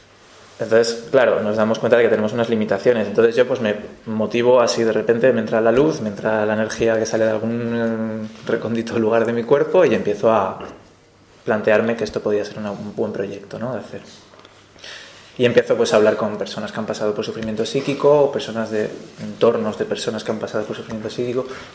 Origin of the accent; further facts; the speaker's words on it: Valencia, Valencian Community, Spain; Yo vengo de Valencia, vengo de los movimientos sociales de Valencia, sobre todo del movimiento libertario